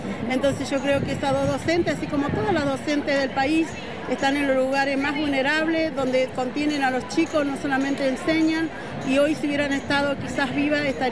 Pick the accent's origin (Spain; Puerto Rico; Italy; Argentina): Argentina; General Roca, Río Negro; soy de General Roca, Río Negro, vine con Neuquén.